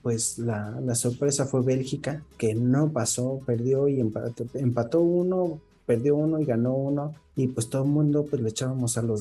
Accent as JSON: {"language": "Spanish", "country": "Mexico", "said": "soy mexicano, soy orgullosamente de mi país, güey"}